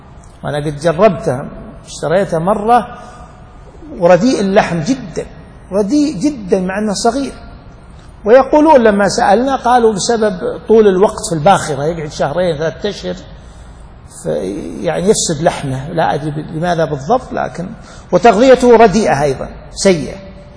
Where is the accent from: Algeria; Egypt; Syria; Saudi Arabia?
Saudi Arabia; Najd; والحري يعني قليل عندنا في نجد